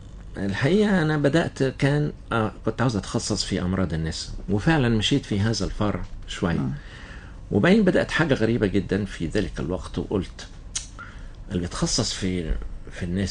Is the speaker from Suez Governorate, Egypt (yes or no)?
no; Cairo, Cairo Governorate, Egypt; إنما بدأنا فيها برضو طفولتي كانت في القاهرة.